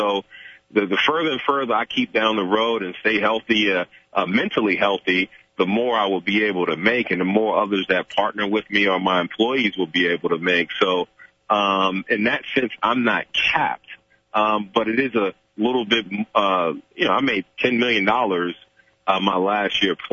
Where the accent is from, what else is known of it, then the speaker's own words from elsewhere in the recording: New York City, New York, United States; An inner city kid growing up in New York City, and went to Catholic school in downtown Manhattan